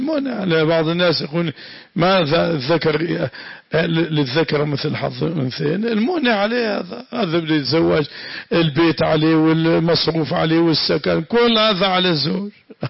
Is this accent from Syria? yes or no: yes; Syria; صارت بلادنا سوريا أنظف بلد في العالم